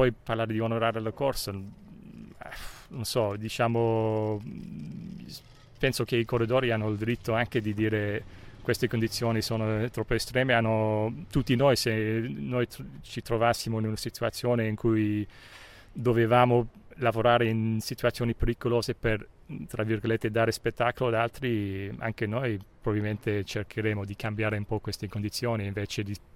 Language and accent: Italian; Cork, Munster, Ireland; Italian is a second language; forse sono parziale perché sono di Cork come lui